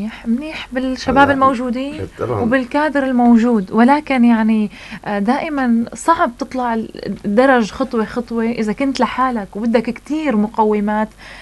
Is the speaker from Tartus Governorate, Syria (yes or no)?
yes; Tartus, Tartus Governorate, Syria; طيب اليوم نحن كم نادي كراتي عندنا بطرطوس؟